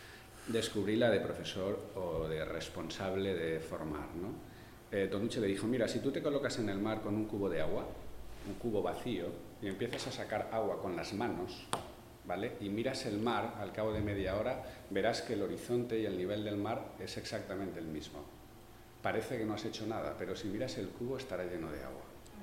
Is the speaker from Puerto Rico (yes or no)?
no; Llíria, Valencian Community, Spain; yo soy de Llíria y entonces no puedo evitarlo